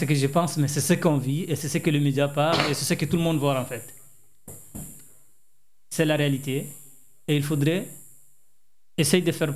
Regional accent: Chad; moved away as an adult; now in France; Oui, depuis 2013. Je suis en 2013 ici à France. En France, j'ai obtenu mon titre de réfugié en tant que tchadien, en tant que demandeur d'asile tchadien

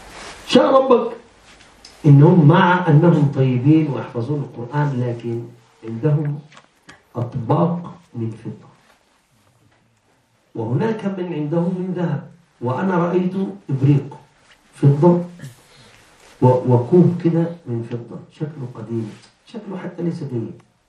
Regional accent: Egypt; عيد الأم مثلا، إحنا عندنا في مصر عرف عيد الأم نشتري هدايا للمدرسة

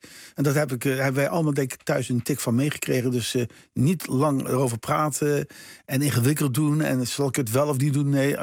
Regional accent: Bergen op Zoom, North Brabant, Netherlands; Ik ben opgegroeid in Bergen-op-Zoom.

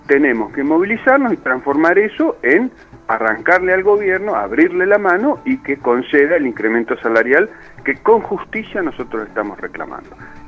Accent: Neuquén, Argentina; Yo soy justamente de la Patagonia, yo soy de Neuquén.

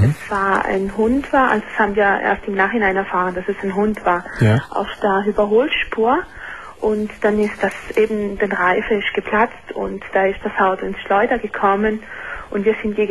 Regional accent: Italy; also ich bin eine Italienerin.

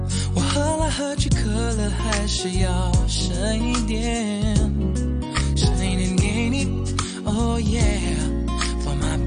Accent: Kowloon City, Hong Kong; 但九龙城咧。我是完全分到，因为我的脚毛都在那里，所以很清晰的。

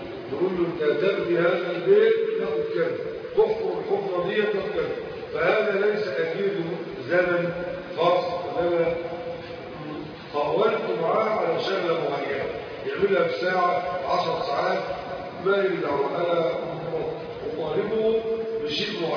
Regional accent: Egypt; وهذا الأمر كان منتشر عندنا في مصر

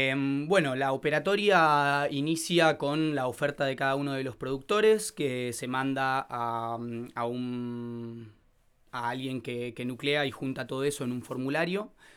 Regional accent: Buenos Aires, Argentina; now in Bariloche, Argentina; Yo soy de Buenos Aires, capital, y tenía muchas ganas de irme a otro lugar a vivir y ganar en calidad de vida. Y surgió esta oportunidad para venirme y continuar con el negocio de mi amigo.

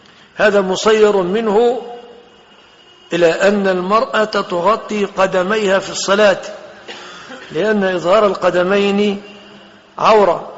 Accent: Egypt; الخمار الذي هو موصوف في بلادنا مصر

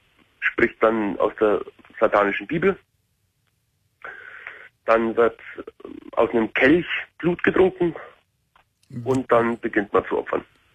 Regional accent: Carinthia, Austria; Ich bin Kärntner

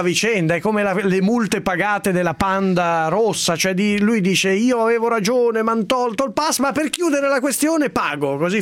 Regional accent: Sesto San Giovanni, Lombardy, Italy; Io sono di Sesto San Giovanni, Monza e Brianza.

